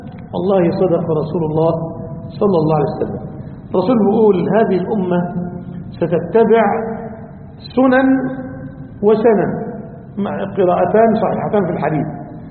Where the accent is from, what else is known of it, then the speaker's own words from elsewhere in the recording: Egypt; عندنا في مصر،